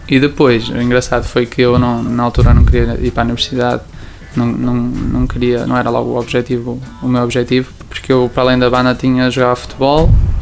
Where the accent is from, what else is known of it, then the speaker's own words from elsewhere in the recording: Barcelinhos, Norte, Portugal; also born or lived in Carvalhal; Eu sou de Carvalhal, estou a viver em Barcelinhos desde os 12 anos.